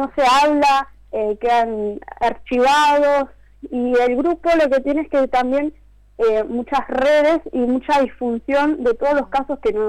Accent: Isidro Casanova, Buenos Aires Province, Argentina; Nosotros somos de acá, de Isidro Casanova, La Matanza.

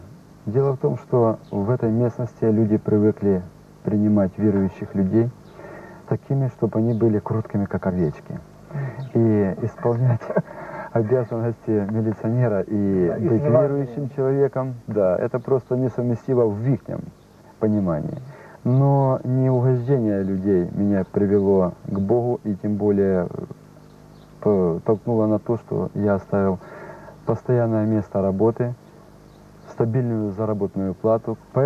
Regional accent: Khmelnytskyi Oblast, Ukraine; also born or lived in Horlivka; Я родился в 1963 году в городе Горловка Донецкой области. Воспитывался я в Белогорском районе Хмельницкой области.

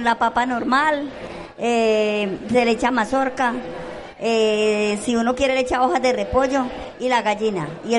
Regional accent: Valle del Cauca, Colombia; Yo vengo del Valle.

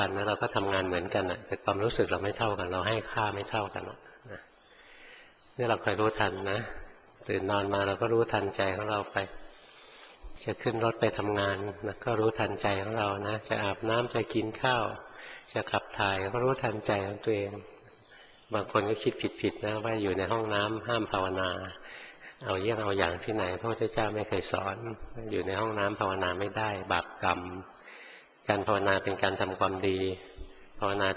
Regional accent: Bangkok, Thailand; born or raised there

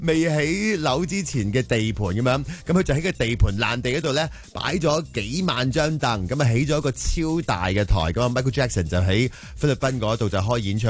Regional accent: Hong Kong; 我哋香港人

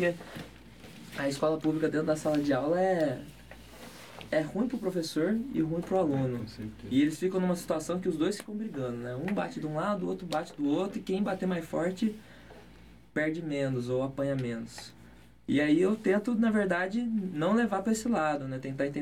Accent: Ribeirão Preto, São Paulo, Brazil; moved away as an adult; Minha família é de Ribeirão Preto, tanto do meu pai quanto da minha mãe. Só que eu vim pra cá em 2006

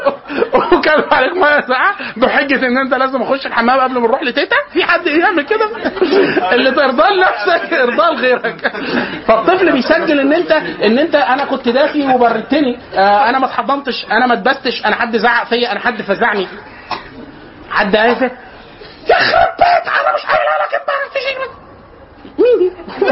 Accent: Egypt; احنا عندنا في مصر لازم نفترق مطبات عند النور

